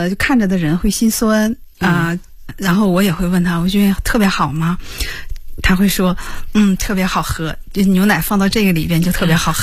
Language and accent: Chinese; Northeast China, China; 对，我小时候是在东北。